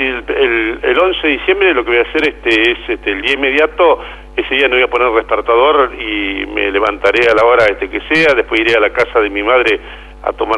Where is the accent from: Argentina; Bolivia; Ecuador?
Argentina; Saladillo, Buenos Aires Province; seguiré trabajando en la vida política de mi pueblo, acá en Saladillo